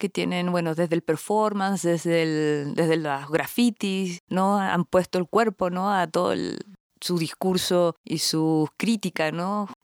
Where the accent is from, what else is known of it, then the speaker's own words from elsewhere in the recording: Chile; Yo particularmente, que soy chilena, o sea, nací en Chile